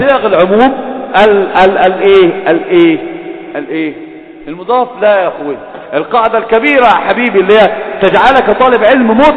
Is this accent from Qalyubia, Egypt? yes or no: no; Alexandria, Alexandria Governorate, Egypt; احنا انا اسكندراني لما اتكلم عارف، لما اتكلم بقول بنتفش، احنا رايحين احنا جايين، وانا الواحد هو دي لغتنا،